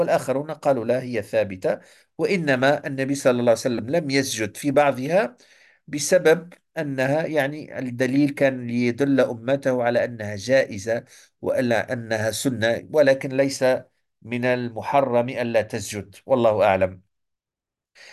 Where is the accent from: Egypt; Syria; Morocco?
Morocco; مثلا عندنا في المغرب